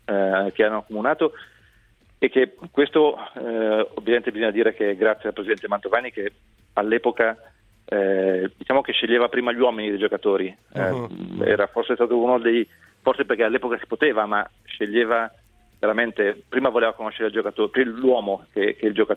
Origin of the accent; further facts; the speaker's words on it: Genoa, Liguria, Italy; sono un genovese cresciuto nella Sampdoria